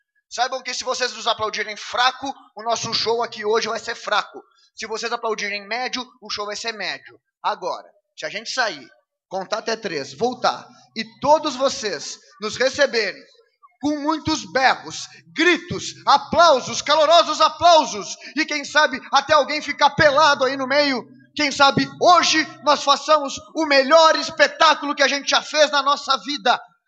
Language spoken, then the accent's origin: Portuguese; Rio Grande do Sul, Brazil; viemos desde o Rio Grande do Sul. Sim, senhoras e senhores, somos gaúchos.